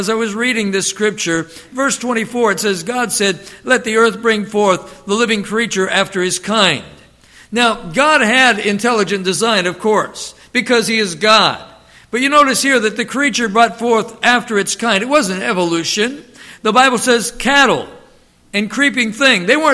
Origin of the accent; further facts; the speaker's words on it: Youngstown, Ohio, United States; also born or lived in Alliance; And so I grew up in Alliance and Youngstown and some of those places in Ohio.